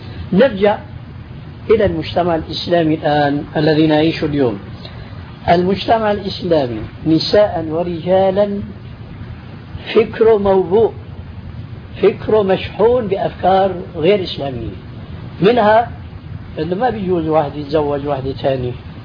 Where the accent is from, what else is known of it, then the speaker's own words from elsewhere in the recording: Syria; عندنا في سوريا كنا يلبسن لملاية الزم